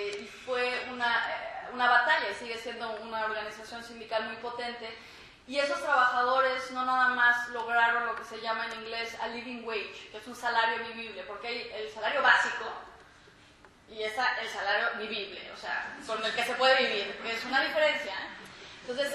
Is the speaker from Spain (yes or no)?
no; Mexico; now in United States; como inmigrante en Europa y en Estados Unidos, que es importante que nosotros como inmigrantes recordemos, ¿verdad? Recordemos que, por ejemplo, como mexicana